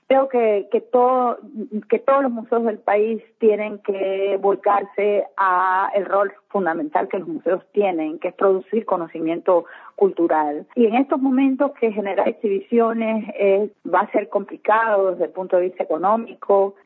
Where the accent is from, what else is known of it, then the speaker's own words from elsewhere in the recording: Cuba; now in Ecuador; yo soy cubana de origen. Vine a este país hace 22 años.